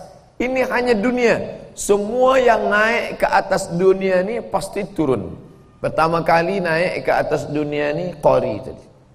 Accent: Sumatra, Indonesia; Saya datang jauh dari pulau Sumatera, ujung atas, pergi ke ujung atas lagi, pulau Kalimantan.

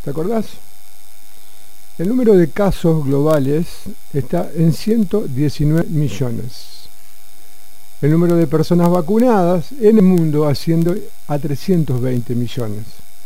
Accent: Argentina; nosotros como país, vos y yo, que somos argentinos

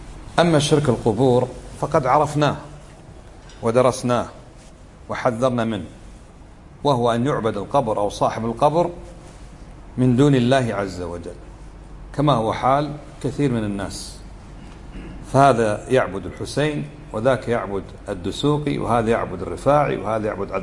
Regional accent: Kuwait; علمنا ما هو الشرك القصور عندنا في الكويت

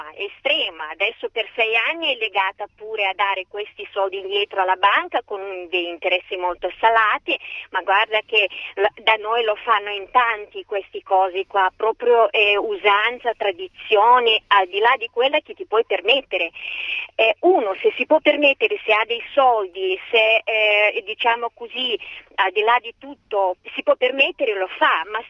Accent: Moldova; Italian is a second language; now in Italy; io non sono italiana, vengo dalla Moldavia.

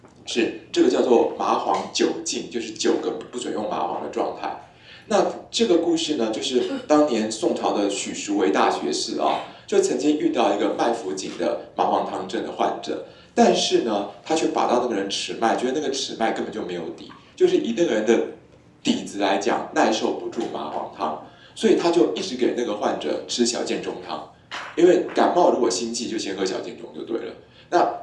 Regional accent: Taiwan; 不过我们台湾人哈，很多寺庙的那个庙祝都有神通力

